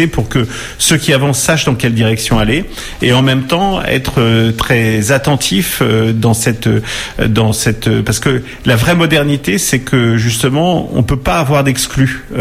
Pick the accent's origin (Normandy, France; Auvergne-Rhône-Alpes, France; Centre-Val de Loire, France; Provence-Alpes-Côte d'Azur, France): Centre-Val de Loire, France; Orléans; Je suis natif d'Orléans